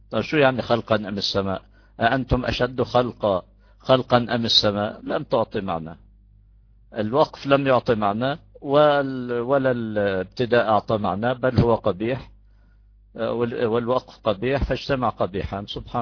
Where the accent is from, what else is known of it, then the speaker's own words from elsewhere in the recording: Jordan; بعد صلاة العشاء عندنا في الأردن